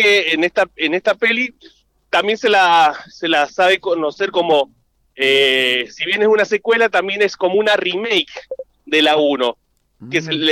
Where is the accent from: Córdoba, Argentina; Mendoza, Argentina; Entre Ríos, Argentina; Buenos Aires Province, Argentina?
Mendoza, Argentina; Exactamente, voy pateando hojas en mi tierra mendocina.